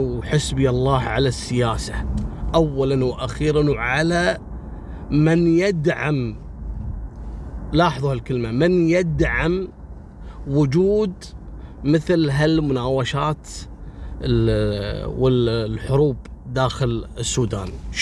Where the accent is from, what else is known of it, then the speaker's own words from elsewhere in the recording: Kuwait; ترى والله في أسماء عندنا في الكويت لو أقولها لكم مستحيل تنطقونها بالشكل الصحيح